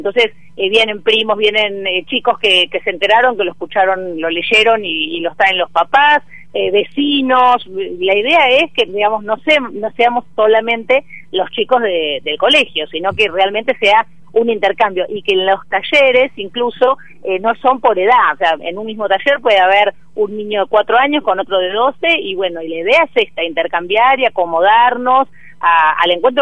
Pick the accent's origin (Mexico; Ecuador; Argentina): Argentina; Buenos Aires; now in Tandil, Argentina; yo no soy de Tandil, en realidad soy de Buenos Aires. Me casé con un tandilense que me trajo para estos pagos, pero ya hace 20 años que estoy.